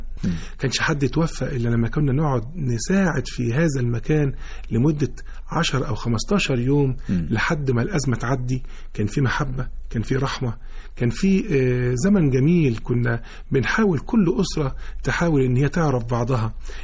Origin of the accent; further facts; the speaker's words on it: Mansoura, Dakahlia, Egypt; في مدرسة في المنصورة. وأنا نشأت في المنصورة، مواليد 71. نشأت في مدرسة سيد عبد القادر الأول، وبعدين مدرسة الأيوبية، وبعدين الثانوية العسكرية